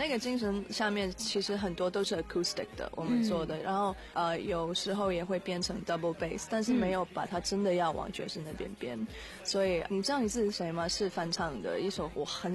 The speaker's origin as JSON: {"language": "Chinese", "country": "Hong Kong", "said": "对，我是香港人"}